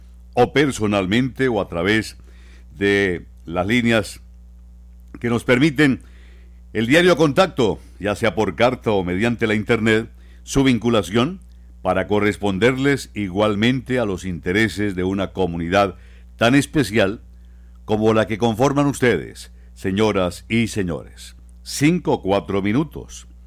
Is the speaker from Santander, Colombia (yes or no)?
yes; Bucaramanga, Santander, Colombia; Desgraciadamente así somos los santandereanos, así somos los bumangueses.